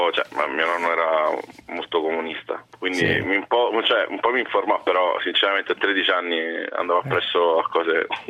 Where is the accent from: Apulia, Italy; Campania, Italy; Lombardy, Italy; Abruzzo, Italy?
Campania, Italy; ma soprattutto da Campano, secondo me sarebbe una scelta interessante